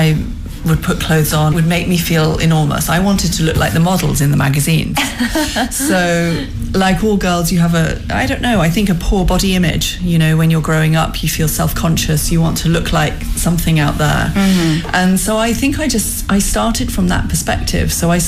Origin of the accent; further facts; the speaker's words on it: London, United Kingdom; I'm a designer from London.